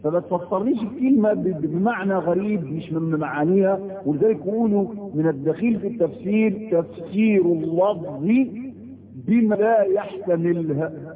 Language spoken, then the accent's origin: Arabic; Egypt; وده موجود حتى عندنا في مصر